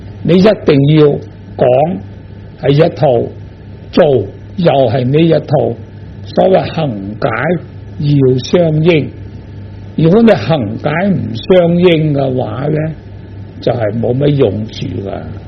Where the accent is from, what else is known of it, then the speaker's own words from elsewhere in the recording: China; 我们中国人